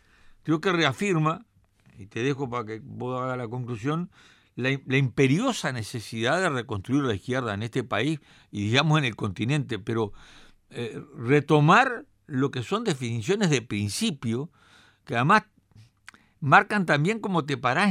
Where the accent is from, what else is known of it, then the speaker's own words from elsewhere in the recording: Uruguay; como uruguayos, ¿no?, como orientales, como artiguistas